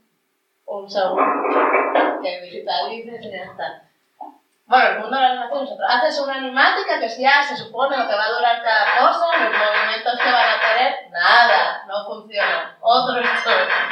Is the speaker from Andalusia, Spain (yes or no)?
no; Arriondas, Asturias, Spain; un personaje de mi infancia en Arriondas